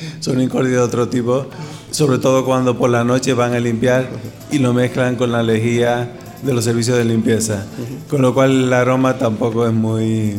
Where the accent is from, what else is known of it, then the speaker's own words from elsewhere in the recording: Canary Islands, Spain; also born or lived in Seville; soy originario de Canarias, pero por circunstancias personales, académicas y profesionales, terminé en Sevilla durante una etapa de mi vida.